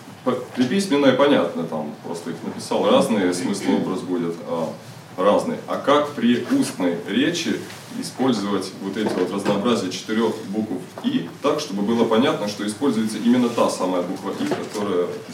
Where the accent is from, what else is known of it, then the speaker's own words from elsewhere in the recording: Tula Oblast, Russia; я прибыл из Тульской области.